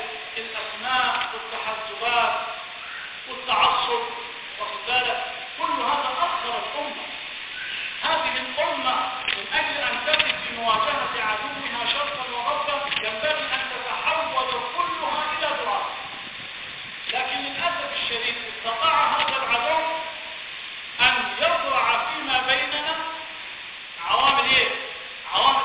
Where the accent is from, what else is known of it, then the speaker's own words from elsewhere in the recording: Upper Egypt, Egypt; نعم يا شيخ، في فرق كثير عندنا في الصعيد.